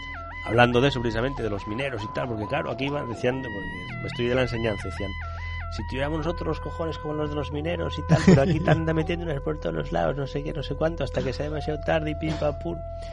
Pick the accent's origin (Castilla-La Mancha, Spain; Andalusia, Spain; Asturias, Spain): Asturias, Spain; ¿tú no ves que yo soy asturiano? ¿Tú crees que me vas a acojonar a mí siendo asturiano yo?